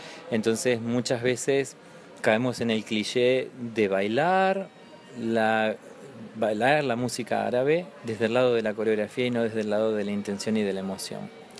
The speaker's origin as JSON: {"language": "Spanish", "town": "Comodoro Rivadavia", "region": "Chubut", "country": "Argentina", "tie": "born or raised there", "said": "mi hermana bailaba en la colectividad, en la comunidad árabe de mi ciudad natal, que es Comodoro Rivadavia"}